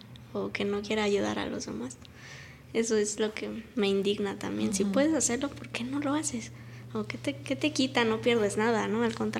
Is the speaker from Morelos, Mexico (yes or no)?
yes; Cuernavaca, Morelos, Mexico; cuando yo digo, soy de Cuernavaca, soy de Morelos.